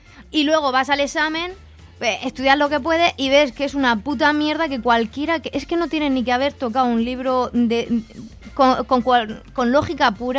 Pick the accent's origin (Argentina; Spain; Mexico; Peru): Spain; Region of Murcia; Soy murciana y es verdad.